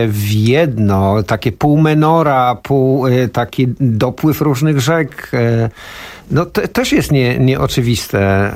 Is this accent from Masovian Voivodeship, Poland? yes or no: no; Szczebrzeszyn, Lublin Voivodeship, Poland; born there; bo ja się urodziłem w Szczebrzeszynie.